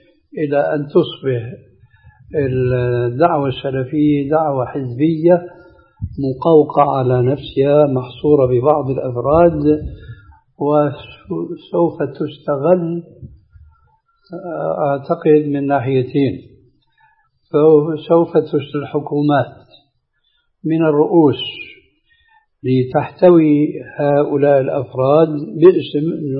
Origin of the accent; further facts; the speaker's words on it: Syria; بعضهم قد جربوا الحياة البرلمانية سنين طويلة قديما عندنا في سوريا